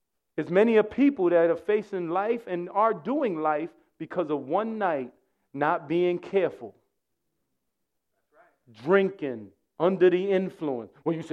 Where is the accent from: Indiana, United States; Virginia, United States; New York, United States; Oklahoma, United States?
New York, United States; New York City; You see, I grew up here in New York City, as you heard earlier.